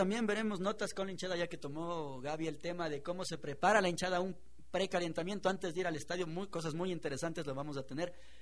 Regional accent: Quito, Pichincha, Ecuador; a los que somos quiteños

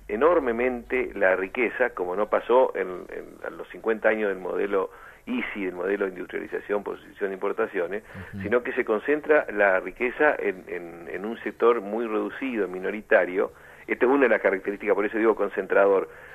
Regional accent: Argentina; no somos los argentinos los que tomamos las decisiones

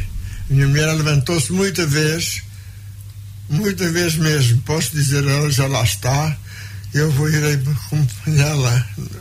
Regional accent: São João, Portugal; Eu sou do concelho de Oliveira, sou de São João, onde nasci e me criei. E de lá vim, andei noutras andanças

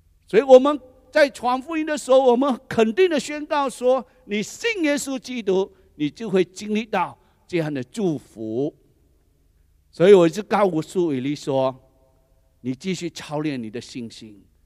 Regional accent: Seremban, Negeri Sembilan, Malaysia; 我回去斯迪旺的时候，都会吃什么那个云吞面啊、干拌面啊，还有这卤面啊，都是我们家乡的菜

